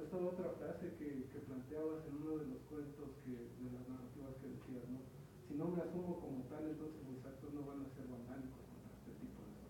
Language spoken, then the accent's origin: Spanish; Mexico; Soy mexicano porque lo dice un papel, pero no me siento mexicano